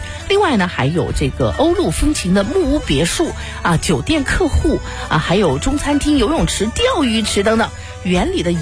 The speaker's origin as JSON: {"language": "Chinese", "town": "Shenzhen", "region": "Guangdong", "country": "China", "said": "长期引导和左右着我们深圳人的消费啊。"}